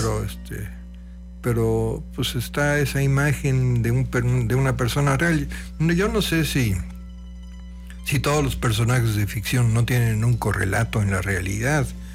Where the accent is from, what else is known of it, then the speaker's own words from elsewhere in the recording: Teziutlán, Puebla, Mexico; conocí hace muchísimos años allá en mi tierra, en Teciutlán